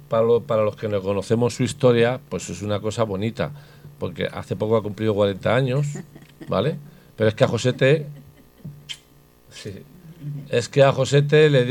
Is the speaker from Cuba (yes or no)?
no; Salamanca, Castile and León, Spain; A mi tierra. Yo soy de Salamanca. Vamos a mi tierra